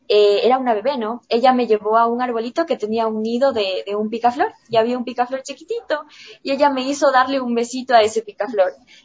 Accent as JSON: {"language": "Spanish", "country": "Ecuador", "said": "como ecuatorianos, no tenemos esa cultura de consumir arte"}